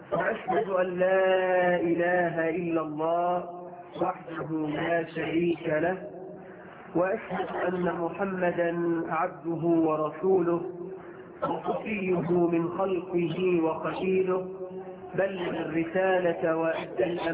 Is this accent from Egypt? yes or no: yes; Egypt; بلدنا مصر